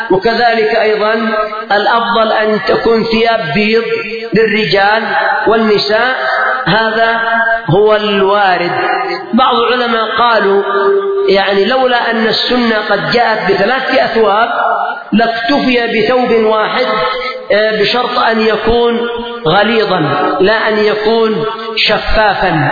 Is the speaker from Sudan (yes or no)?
no; Yemen; لما نحن من اليمن